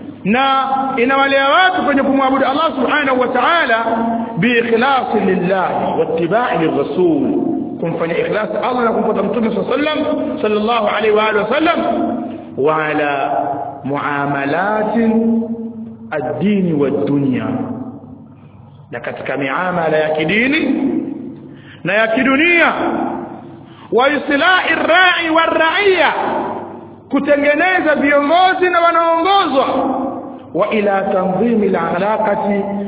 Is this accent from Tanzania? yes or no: yes; Tanga, Tanga Region, Tanzania; Leo mimi natoka Tanga huko ni Mdigo, nimekuja kwa ndugu zangu hapa Masalafu